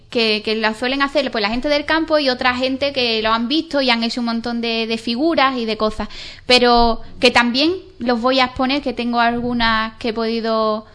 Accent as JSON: {"language": "Spanish", "town": "Ubrique", "region": "Andalusia", "country": "Spain", "tie": "born or raised there", "moved": "yes", "said": "yo he estado muchos años fuera y yo siempre he llevado mi pueblo por bandera. Entonces también era como que Ubrique pertenece al Parque Natural de los Alcornocales, ¿no?"}